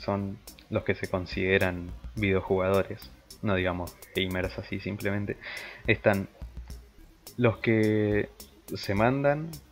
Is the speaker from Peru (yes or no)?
no; Argentina; lo que no contaba es que somos argentinos nosotros y podemos piratear